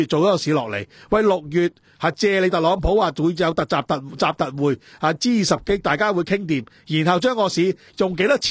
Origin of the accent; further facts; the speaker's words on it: Hong Kong; 作为我香港人嚟讲咧